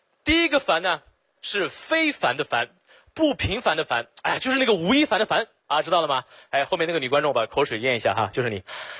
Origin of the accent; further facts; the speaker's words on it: Xinjiang, China; 我不是老外。我来自新疆，我是维吾尔族啊，就是和那个迪丽热巴特别火的民族